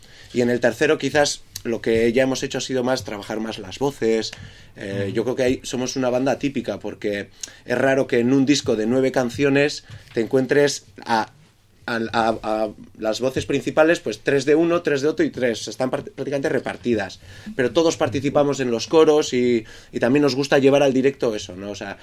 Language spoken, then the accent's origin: Spanish; San Sebastián, Basque Country, Spain; quizás a la gente no se le dice que venimos de Donosti. También es verdad que la escena allí, pues ahora mismo está bastante caliente.